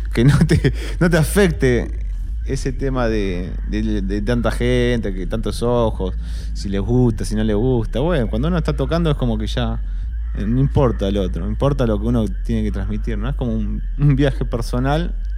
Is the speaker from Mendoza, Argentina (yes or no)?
no; La Plata, Buenos Aires Province, Argentina; born there; pero yo nací en La Plata, a 10 minutos del río, de La Plata.